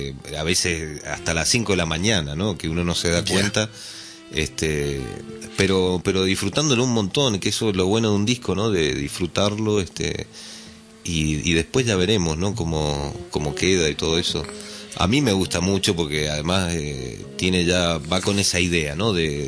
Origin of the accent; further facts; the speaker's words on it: Mendoza, Argentina; now in Barcelona, Spain; De Mendoza.